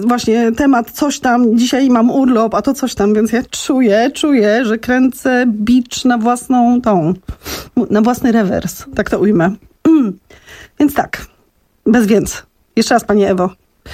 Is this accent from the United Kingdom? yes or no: no; Silesian Voivodeship, Poland; tam, gdzie skąd pochodzę, z sól ziemi czarnej na Śląsku.